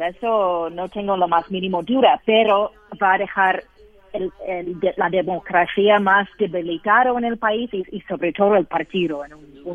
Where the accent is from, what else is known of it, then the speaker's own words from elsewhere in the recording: United States; Es muy duro siendo estadounidense aquí.